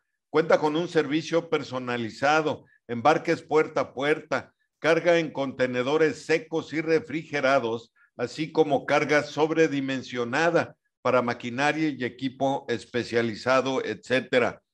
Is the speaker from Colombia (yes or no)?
no; Mexico; somos mexicanos ahora. O sea, no somos ni indígenas de los que existían, ni somos españoles. Somos una raza mestiza.